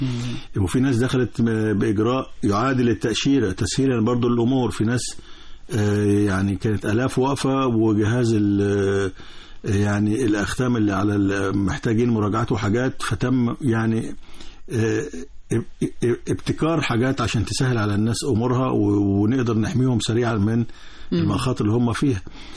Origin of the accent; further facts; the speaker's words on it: Egypt; احنا لينا مصريين موجودين في الأردن، موجودين في الخليج، موجودين في ليبيا، يعني أشقاء، وكنا موجودين في العراق فترة طويلة بملايين.